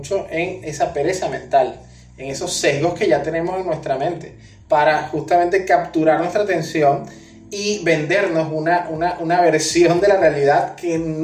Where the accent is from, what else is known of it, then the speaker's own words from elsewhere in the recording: Venezuela; es algo que nunca como venezolanos nos imaginamos que íbamos a tener que hacer, importar gasolina.